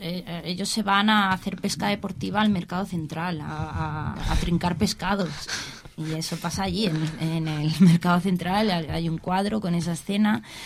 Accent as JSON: {"language": "Spanish", "town": "Alicante", "region": "Valencian Community", "country": "Spain", "tie": "born or raised there", "said": "yo nací aquí en Juan 23, de pequeñita. Estuve hasta los 6 años en el primer sector, que ahora es Ciudad Elegida."}